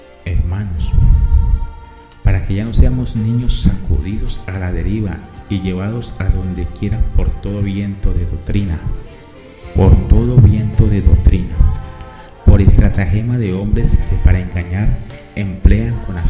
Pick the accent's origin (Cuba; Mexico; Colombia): Colombia; soy por mi voz, para que vean, soy colombiano, Soy colombiano